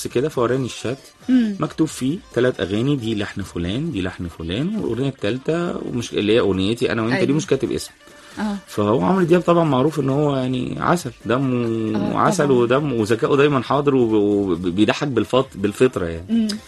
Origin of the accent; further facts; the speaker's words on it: Alexandria, Alexandria Governorate, Egypt; now in Cairo, Egypt; والله يعني انا اصلا اسكندراني، وبقالي حوالي 12 او 13 سنة هنا قاعد مقيم في القاهرة طبعا